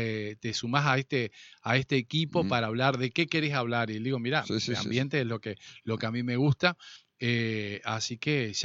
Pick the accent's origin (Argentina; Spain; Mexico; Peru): Argentina; Pero también nosotros somos argentinos y sabemos reinventarnos.